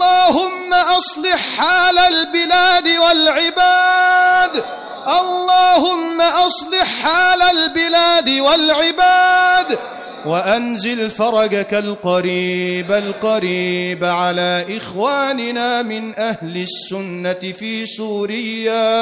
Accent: Egypt; اجعل لنا في بلدنا مصر فرجا قريبا، اجعل لنا في مصر فتحا قريبا.

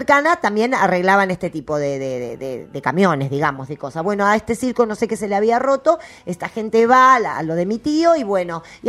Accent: Trelew, Chubut, Argentina; Yo soy de Trelew, de Chubut.

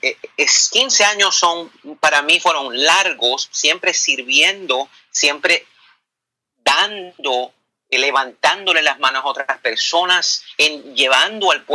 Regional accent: Bayamón, Puerto Rico; yo soy un muchacho humilde, nacido en Bayamón, Puerto Rico.

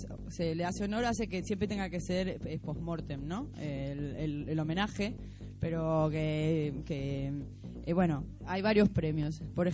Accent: Argentina; Bueno, yo soy argentina, yo estoy acostumbrada a que la gente me quiera sangrar

